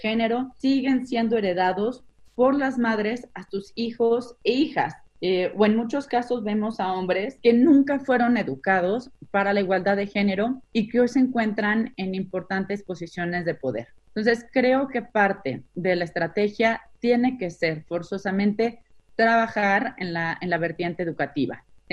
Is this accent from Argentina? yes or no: no; Mexico; O, por ejemplo, en mi país, en México, 1 de cada 4 hogares depende completamente del ingreso de una mujer